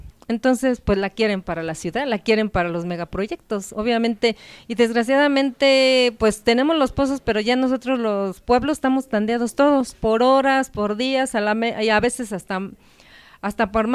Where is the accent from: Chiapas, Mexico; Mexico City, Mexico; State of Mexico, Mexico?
Mexico City, Mexico; Santa Cruz Acalpizca; Mi pueblo, Santa Cruz Acalpizca, fue el primer pueblo nahuatlaca asentado aquí en esta zona de Xochimilco.